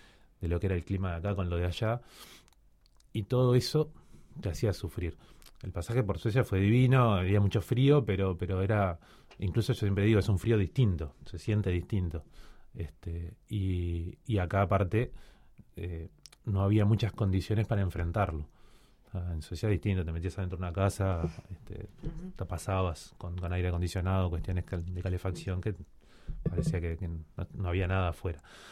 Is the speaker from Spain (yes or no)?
no; Cuba; born there; hay un grupito interesante de hijos de uruguayos que nacimos en Cuba